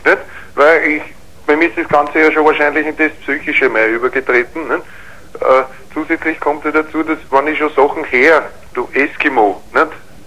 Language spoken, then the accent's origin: German; Vienna, Austria; Aber es ist halt so, das Wien, ich bin ein echter Wiener, ne? Und da bin ich halt gern